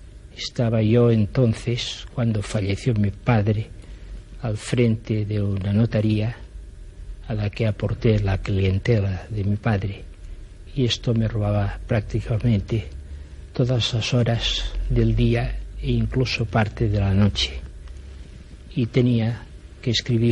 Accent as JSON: {"language": "Spanish", "region": "Catalonia", "country": "Spain", "first_language": "Catalan", "second_language": "Spanish", "said": "Yo estoy absolutamente dedicado a mi pueblo catalán, a mi nación catalana, a mi lengua y a mi cultura."}